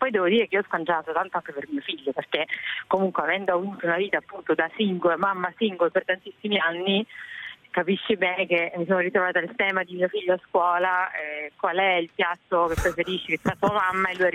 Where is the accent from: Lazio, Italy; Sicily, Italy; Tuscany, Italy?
Lazio, Italy; Civitavecchia; now in Warwick, United Kingdom; la zona di Capalbio per esempio, che è molto vicina alla mia città d'origine, a Civitavecchia